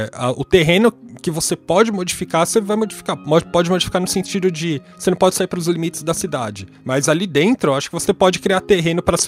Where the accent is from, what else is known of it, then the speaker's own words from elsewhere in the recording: Brazil; então, como a gente é brasileiro, a gente não vai comemorar algumas coisas que são tipicamente nossas, né?